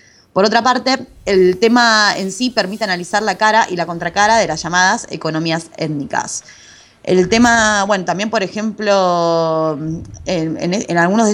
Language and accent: Spanish; Argentina; now in Spain; pero yo soy argentina